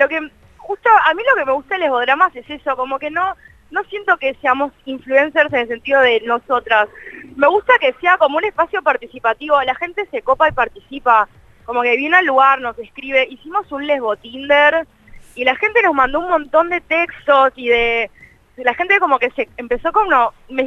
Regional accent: Buenos Aires, Argentina; soy periodista, soy de Capital Federal.

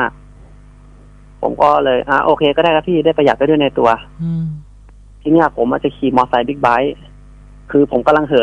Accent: Bangkok, Thailand; ผมไม่ใช่คนแถวนั้นผมเป็นคนกรุงเทพ

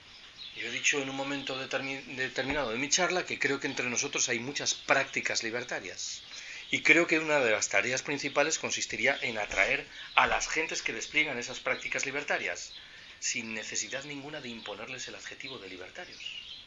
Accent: Galicia, Spain; Yo soy gallego. En Galicia se dice de eso de Betanzos.

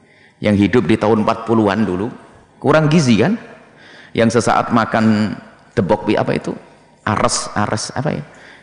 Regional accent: East Java, Indonesia; Orang Jawa Timur, ada orang Jawa Timur, saya Jawa Timur. Jadi di Jawa Timur ada namanya mentong

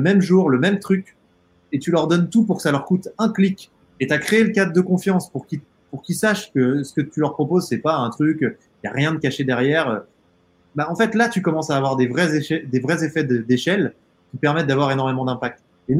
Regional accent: Auvergne-Rhône-Alpes, France; Enfin moi, j'ai grandi dans le Haut-Bugey, j'y suis là, chez mes parents, au milieu de la nature.

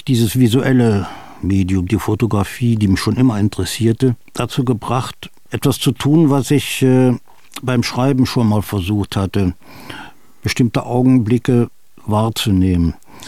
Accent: Thuringia, Germany; Ich habe meine Kindheit in Thüringen verbracht, das war die Kriegskindheit im Harz

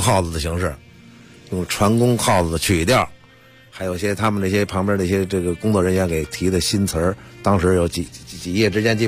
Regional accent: Beijing, China; 咱们北京人说天津拳

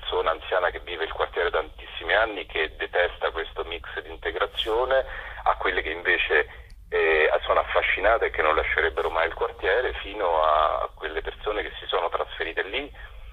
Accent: Rome, Lazio, Italy; Lo dico da romano

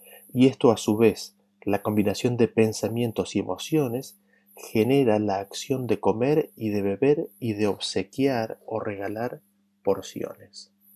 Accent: Argentina; Durante muchos años viví en otro país que era muy diferente a mi país de origen. De donde yo soy, de Argentina

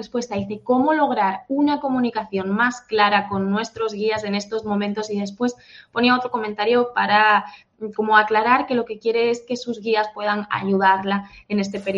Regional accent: Peru; ¿Por qué está pasando esto en mi país?

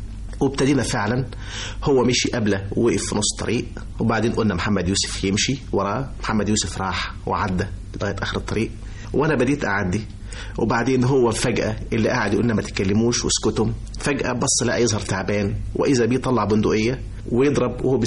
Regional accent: Egypt; وبحاول اقول له ان انا مصري، واحاول اقول له انا مين

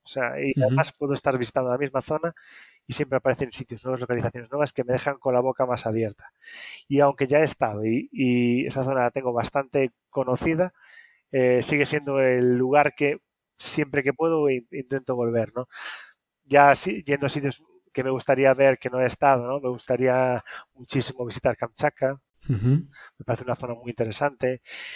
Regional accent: Galicia, Spain; y ahora otro en Galicia, que es de donde soy yo.

